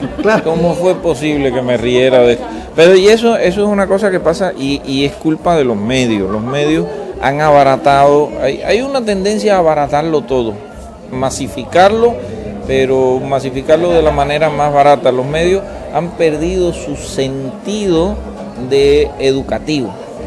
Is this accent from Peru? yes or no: no; Cuba; born there; nací en Cuba